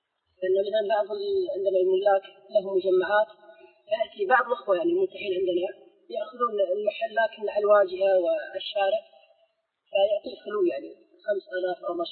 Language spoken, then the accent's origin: Arabic; Kuwait; عندنا في الكويت